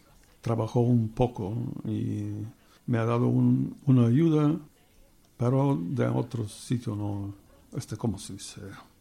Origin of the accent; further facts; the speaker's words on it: Bulgaria; Spanish is a second language; moved away as an adult; now in Spain; España ha venido en el año 2003. Cuando en Bulgaria había muchos cambios en mi país, sin trabajo, sin un invierno, no teníamos que comer por ahí. Y tenía que hacer algo para venir aquí, porque escuchaba que se trabaja bien y se paga bien.